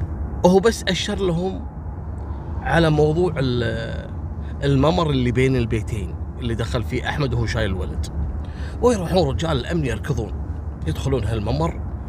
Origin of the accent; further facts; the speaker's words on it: Kuwait; حصلت عندنا في الكويت في فتاة أردنية